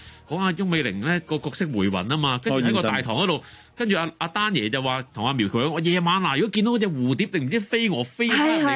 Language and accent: Cantonese; Hong Kong; 即係我哋因為我哋香港人打台灣牌啊嘛。